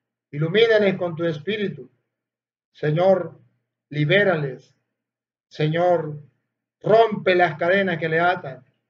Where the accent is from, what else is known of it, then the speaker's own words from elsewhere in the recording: Venezuela; como sacerdote tuyo te pido perdón por ese pecado de idolatría que ha cometido mi pueblo de Venezuela.